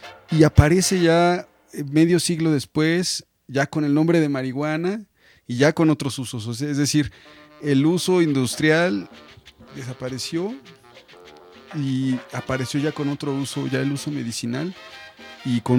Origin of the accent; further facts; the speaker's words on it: Mexico; la cannabis ha estado aquí desde que somos mexicanos